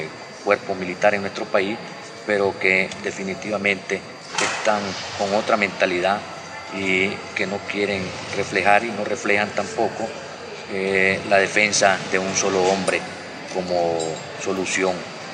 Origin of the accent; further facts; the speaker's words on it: Nicaragua; como nicaragüenses nosotros mantenemos la tesis de que tenemos que admitir a todo aquel que quiera regresar a Nicaragua